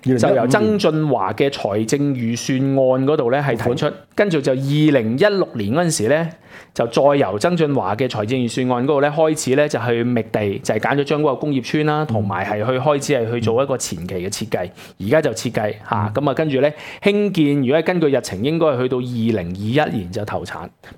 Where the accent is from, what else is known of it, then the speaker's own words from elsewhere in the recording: Hong Kong; 点解我哋香港人要买贵咁多？